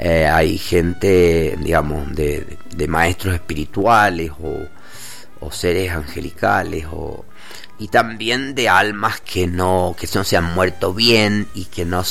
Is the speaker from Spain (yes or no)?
no; Argentina; yo soy argentino y vos sos español.